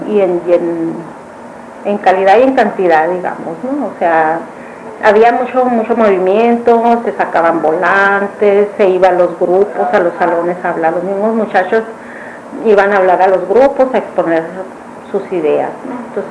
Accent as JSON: {"language": "Spanish", "town": "Cananea", "region": "Sonora", "country": "Mexico", "tie": "born or raised there", "said": "como venía de mi pueblo, de Cananea"}